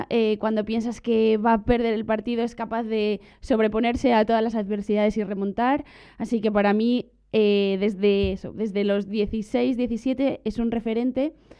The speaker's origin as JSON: {"language": "Spanish", "town": "Gijón", "region": "Asturias", "country": "Spain", "tie": "born or raised there", "said": "Pues comencé a jugar a hockey en mi ciudad natal, en Gijón, Asturias"}